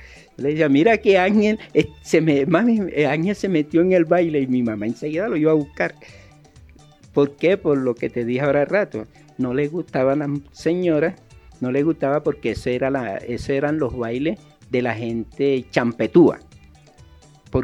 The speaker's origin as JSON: {"language": "Spanish", "town": "Cartagena", "region": "Bolívar", "country": "Colombia", "tie": "born there", "said": "en Cartagena, te hablo de Cartagena porque es la ciudad donde nací"}